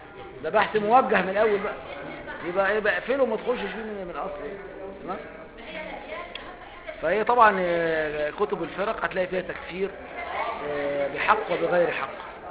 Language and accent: Arabic; Egypt; زي عندنا في مصر